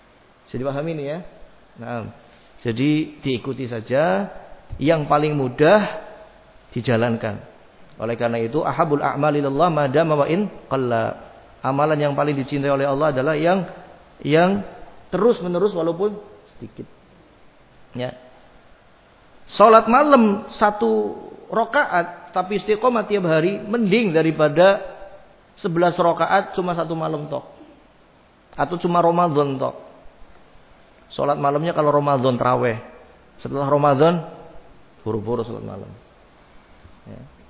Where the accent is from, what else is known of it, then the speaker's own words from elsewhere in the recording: Java, Indonesia; Antum ridho, antum orang Jawa, saya orang Jawa.